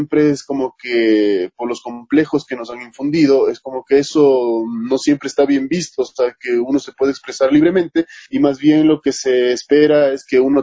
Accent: Quito, Pichincha, Ecuador; El Teatro Sucre para mí es o sea, es un escenario, inigualable por lo que representa para mí como quiteño.

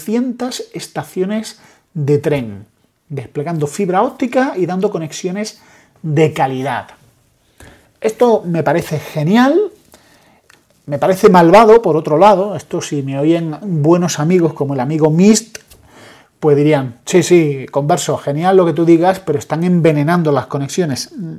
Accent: Andalusia, Spain; los andaluces somos cubanos españolizados

